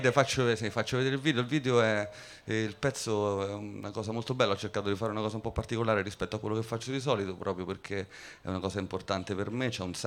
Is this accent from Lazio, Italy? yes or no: yes; Rome, Lazio, Italy; also born or lived in Brazil; io sono cresciuto a Roma, sono nato in Brasile